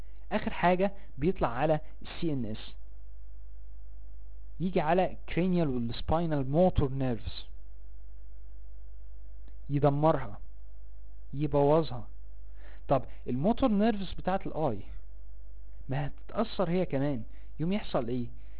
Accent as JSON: {"language": "Arabic", "country": "Egypt", "said": "عندنا في مصر هنا التطعيم الثلاثي العيل لازم ياخده"}